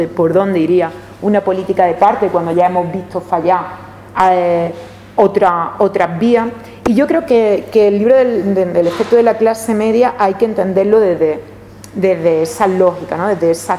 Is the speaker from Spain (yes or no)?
yes; Seville, Andalusia, Spain; Yo es que soy de Triana, y bueno, pues a una parte importante de mi familia la expulsaron de Triana